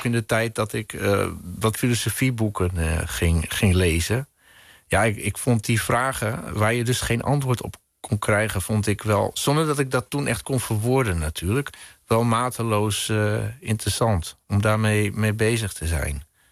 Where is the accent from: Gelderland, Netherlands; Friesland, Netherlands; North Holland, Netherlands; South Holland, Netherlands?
Friesland, Netherlands; Nou, op de vlakten van Friesland, hè, waar ik vandaan kom. Dus over leegte gesproken, dit is het ultieme lege landschap. Want ik kom ook nog eens behoorlijk uit het noorden van Friesland zelf.